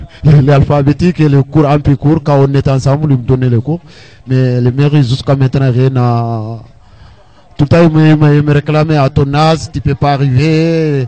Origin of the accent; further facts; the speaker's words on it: Mauritania; French is a second language; Moi je suis mauritanien